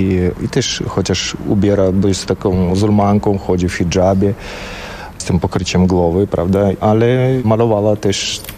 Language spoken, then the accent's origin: Polish; Tajikistan; Polish is a second language; now in Poland; pochodzę z gór i tu jest był taki teren górski, prawda, te Bieszczady, chociaż mało przypominający nasze góry, gdzie tam 7 tysięcy wysokości, bo to największe góry całym Związku Radzieckim byli właśnie u nas w Tadżykistanie.